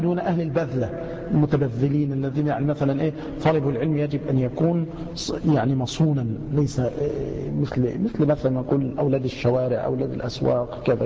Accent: Egypt; مع أن الجزر والسماك عندنا في مصر يعني من نيرات

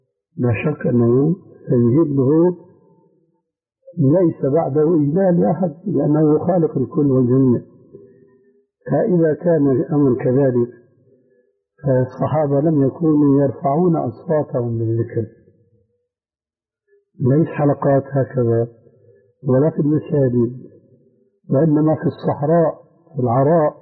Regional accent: Syria; عندنا في سوريا

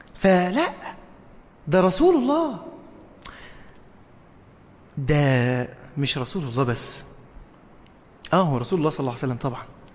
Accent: Egypt; لان احنا عندنا في مصر في طرق كتير ما فيهاش عمدان نور

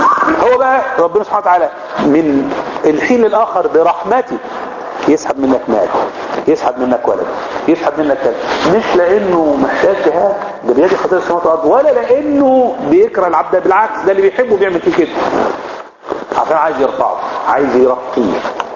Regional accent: Egypt; احنا مصريين

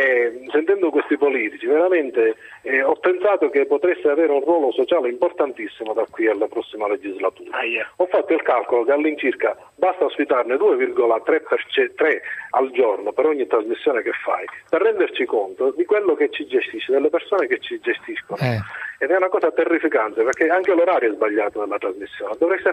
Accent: Sicily, Italy; io sono un siciliano, guardo le cose in un certo modo

